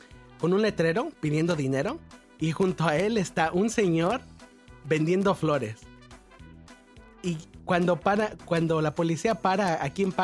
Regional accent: Xochimilco, Mexico City, Mexico; Soy de Nativitas, de un pueblito chiquito de Nativitas que todavía me encanta porque tiene tiene su cultura vieja todavía.

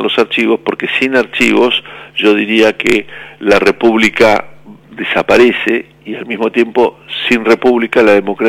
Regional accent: Argentina; como muchos argentinos

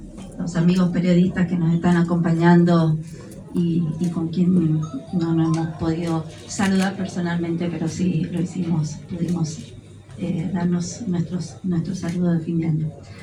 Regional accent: San Juan, Argentina; pero así somos los sanjuaninos: calor, ciclismo, pasión

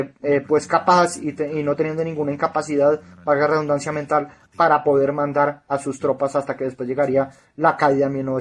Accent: Colombia; de los prejuicios que tiene uno como colombiano que vive llorando por las películas

